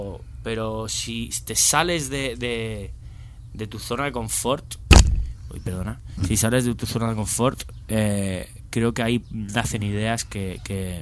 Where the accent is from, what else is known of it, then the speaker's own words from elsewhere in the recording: Benidorm, Valencian Community, Spain; Me crié en Benidorm y dije, estoy hasta los huevos de estar aquí